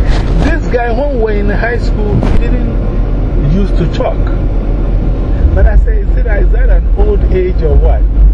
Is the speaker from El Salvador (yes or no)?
no; Ghana; moved away as an adult; now in Las Vegas, United States; Because one, I am coming from Ghana to come to Las Vegas. I don't know anybody here.